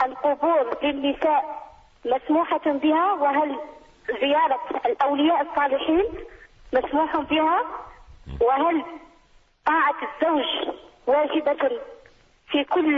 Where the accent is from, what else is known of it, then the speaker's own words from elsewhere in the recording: Algeria; ونحن كل الجزائريون نشكرك بصفتك كجزائري